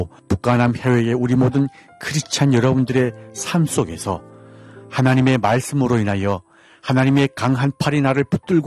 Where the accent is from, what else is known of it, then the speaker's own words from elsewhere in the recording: North Korea; now in Seoul, South Korea; 저는 탈북민